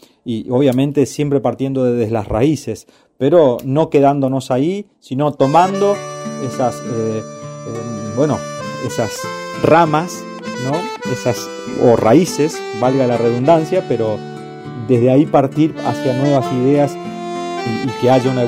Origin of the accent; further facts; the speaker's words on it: Santo Tomé, Corrientes, Argentina; yo había hecho uno para Santo Tomé, ya mi pueblo, hace varios años